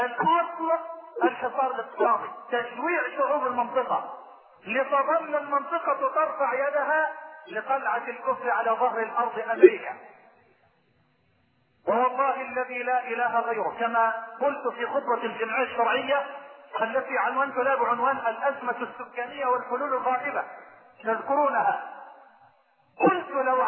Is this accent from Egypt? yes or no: no; Sudan; استثمرت ربع ما يدره البترول في بلدي السودان